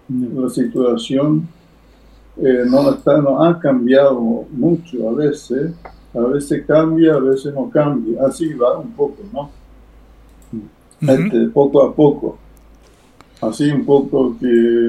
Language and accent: Spanish; Quilmes, Buenos Aires Province, Argentina; yo soy de Quilmes, ¿no? Así que yo le mando saludos a todos los quilmeños también